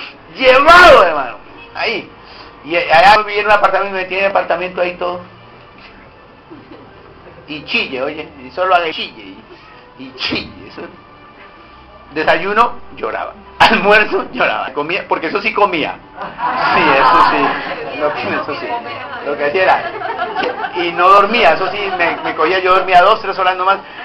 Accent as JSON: {"language": "Spanish", "town": "Puerto Colombia", "region": "Atlántico", "country": "Colombia", "tie": "born or raised there", "said": "Yo fui criado allá en Puerto Colombia."}